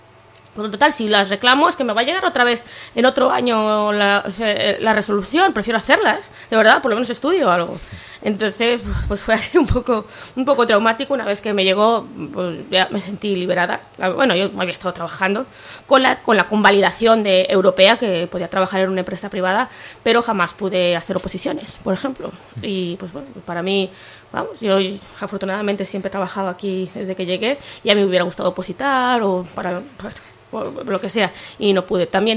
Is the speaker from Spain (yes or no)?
no; Mexico; moved away; yo en mi caso, yo soy mexicana, a veces me da, bueno, ahora ya no, pero cuando llegué me da mucha vergüenza preguntar ciertas cosas